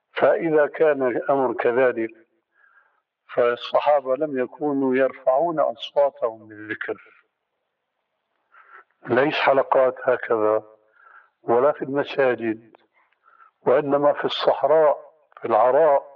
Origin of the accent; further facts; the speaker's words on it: Syria; لكن النوبات مستعملة عندنا في سوريا وهي أنسب لهم